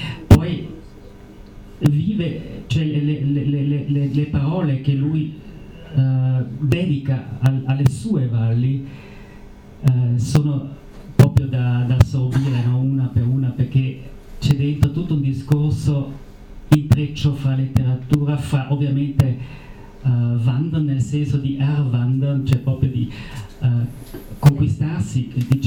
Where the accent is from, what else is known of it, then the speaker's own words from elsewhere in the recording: Bolzano, Trentino-Alto Adige, Italy; Io sono nato a Bolzano e ho sciacquato i miei panni nel Talvera